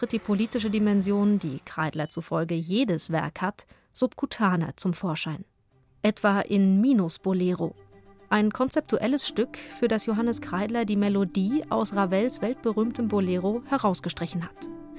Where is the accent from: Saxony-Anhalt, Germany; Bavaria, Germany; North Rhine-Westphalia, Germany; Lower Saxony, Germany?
Saxony-Anhalt, Germany; Halle an der Saale; born there; in meiner Geburtsstadt Halle an der Saale